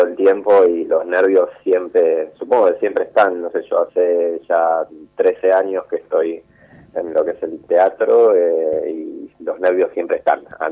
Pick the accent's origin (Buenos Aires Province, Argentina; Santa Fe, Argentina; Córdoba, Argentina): Córdoba, Argentina; Villa Carlos Paz; yo soy de Córdoba, de Carlos Paz, a mis 18 años